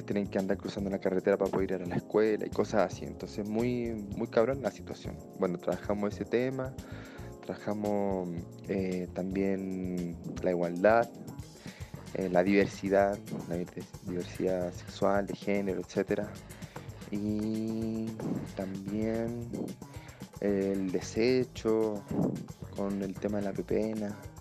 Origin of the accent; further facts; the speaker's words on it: Chile; now in Mexico; como somos chilenos radicados en México